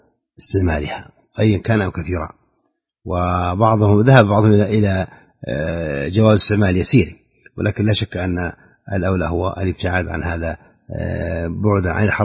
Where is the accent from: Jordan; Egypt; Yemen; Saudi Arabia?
Saudi Arabia; في بلادنا المملكة العربية السعودية